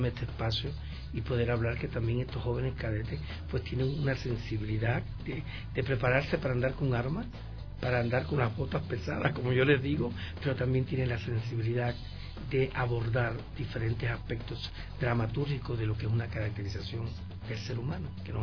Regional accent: Cuba; Yo les digo, por ejemplo, en mi país, en Cuba, yo formar un actor, una obra de teatro

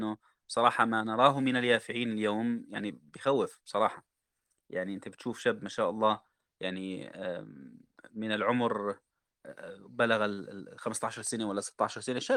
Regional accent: Jordan; تعرفوا عندنا في الأردن اللي بيدخلوا السنة الأولى في الجامعة بسموهم سنافر

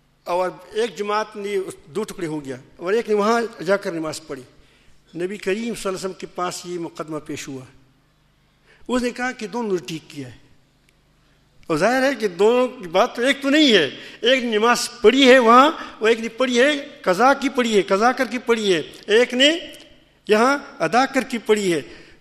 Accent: Pakistan; میں نے کہا کہ میں پاکستانی ہوں،

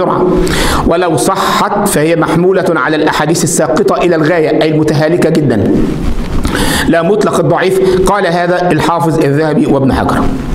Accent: Egypt; وعندنا في مصر يقول لك العبارة في الشكارة

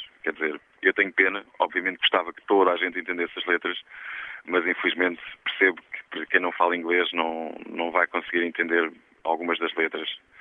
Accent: Portugal; eu venho de Portugal, apesar de cantar em inglês e com sotaque jamaicano, eu sou português.

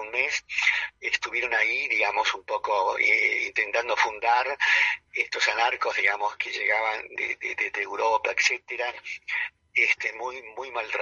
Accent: Buenos Aires, Argentina; born there; yo nací en La Boca, yo nací en el Argerich.

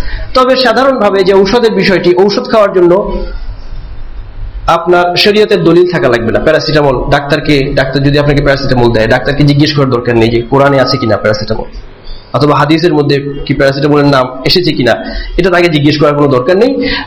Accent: Sylhet, Sylhet Division, Bangladesh; এক মুরব্বী সিলেট বাড়ি, আমার বাড়ি সিলেট, তো আমাদের সিলেটি এক মুরব্বী ছিলেন

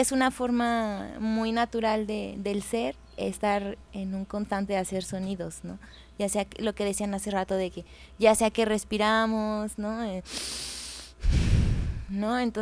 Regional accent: Monterrey, Nuevo León, Mexico; Que yo soy originaria de Monterrey

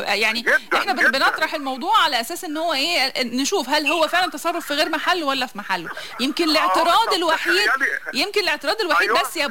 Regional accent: Egypt; وده الاصل فينا احنا كشخصيه مصريه

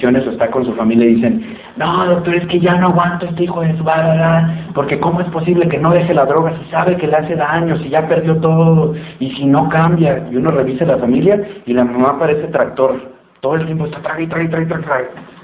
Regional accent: Guadalajara, Jalisco, Mexico; cuando voy a mi tierra, Guadalajara, aquí hay unas tortas ahogadas

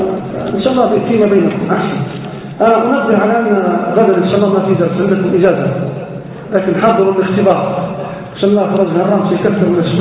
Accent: Libya; يصير الطلاق عندنا في ليبيا كل 3 دقائق

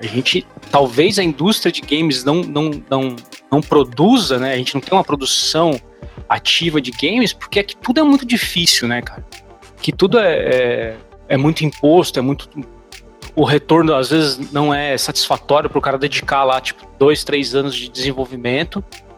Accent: Brazil; no meu caso, devo falar que talvez, infelizmente, eu sou brasileiro

